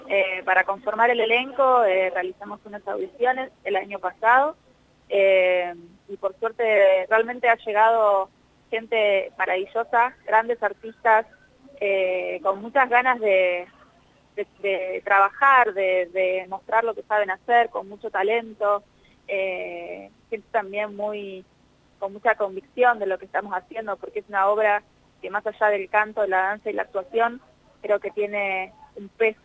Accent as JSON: {"language": "Spanish", "region": "La Pampa", "country": "Argentina", "said": "estando yo acá en La Pampa, siempre soñé con poder hacer algo así en mi ciudad, de donde soy yo"}